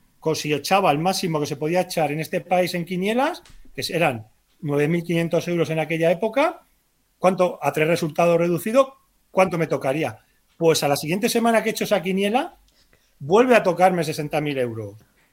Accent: Utrillas, Aragon, Spain; yo cuando salgo me recomiendan que no vuelva a mi pueblo, que es Utrillas

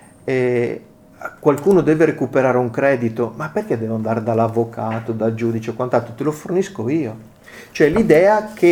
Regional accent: Veneto, Italy; Io arrivo, magari lo sentite nel mio accento, dal Veneto

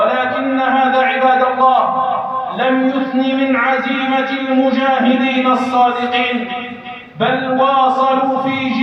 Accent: Algeria; لتبقى بلادنا الجزائر بلاداً إسلامية

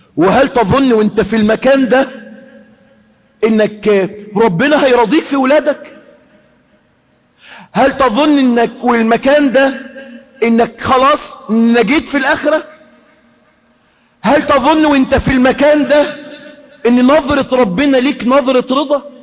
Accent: Egypt; احنا عندنا في مصر جرت عادة الناس ايه؟

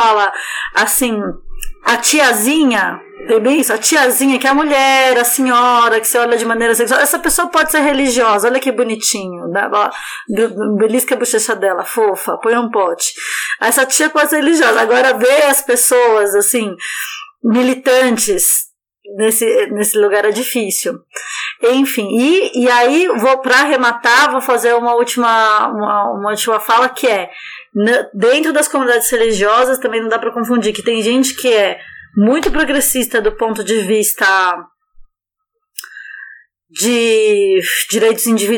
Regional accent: Brazil; born there; a gente nasceu no Brasil.

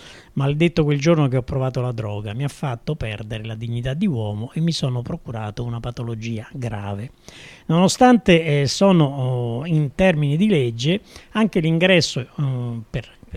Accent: Anzio, Lazio, Italy; born there; appunto, sono nata ad Anzio, in provincia di Roma

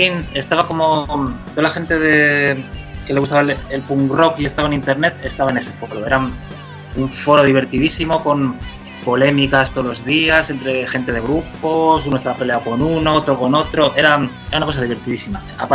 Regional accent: Miranda de Ebro, Castile and León, Spain; En mi pueblo, en Miranda de Ebro, no era fácil encontrar gente con los grupos, con los gustos musicales afines a los que tenía yo en aquella época.

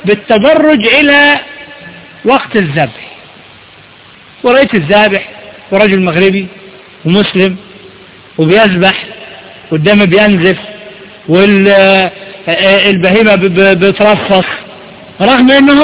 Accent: Egypt; إحنا برضو عندنا في مصر

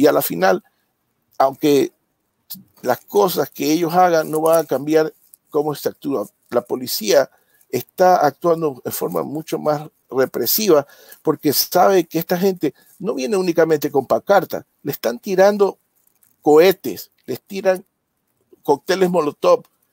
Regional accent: Ecuador; Recientemente en mi país, Ecuador, en octubre del año pasado

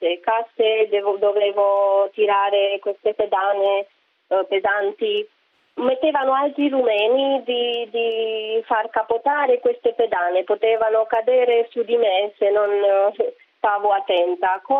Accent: Romania; now in Italy; Io sono da Romania.

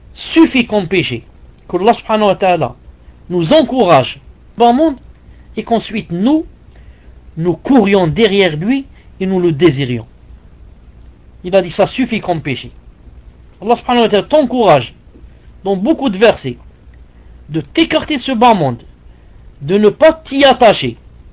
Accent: Algeria; je l'ai remarqué chez nous en Algérie, jamais on avait besoin de climatiseur.

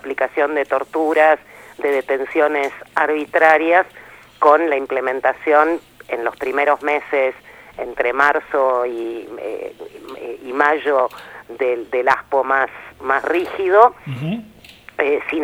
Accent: Bahía Blanca, Buenos Aires Province, Argentina; born there; Bueno, ese es el problema, nací en Bahía Blanca.

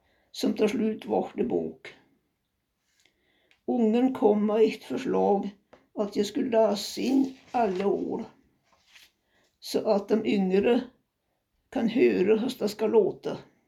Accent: Egehem, Dalarna County, Sweden; also born or lived in Storsäten; När jag var 2 år flyttade vi till Egehem, Västerbäcken. Fick senare en bror, Henry.

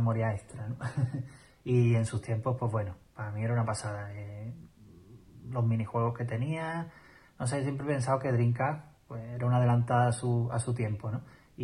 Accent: Málaga, Andalusia, Spain; de Málaga

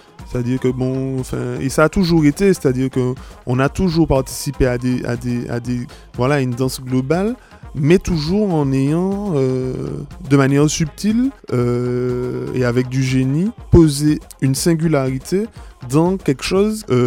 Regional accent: Martinique, France; je ne peux pas, moi, en tant que Martiniquais, arriver sur la scène internationale

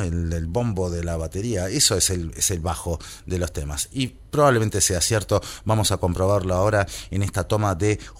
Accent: Buenos Aires, Argentina; Yo vengo de Buenos Aires, por si no se nota.

